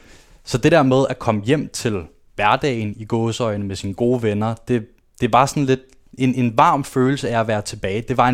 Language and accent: Danish; Copenhagen, Capital Region of Denmark, Denmark; Det hele startede, da jeg blev født på Østerbro. Der er jeg født og opvokset.